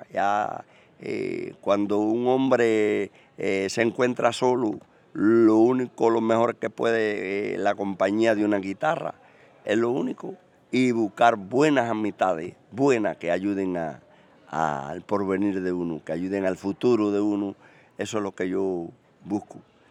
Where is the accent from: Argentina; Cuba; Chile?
Cuba; porque yo amo a Cuba y soy cubano